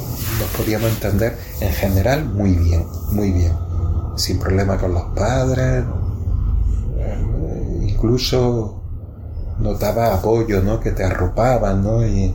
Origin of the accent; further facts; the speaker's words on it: Torrox, Andalusia, Spain; El último fue el curso pasado en mi pueblo, ¿no?, en Torrox.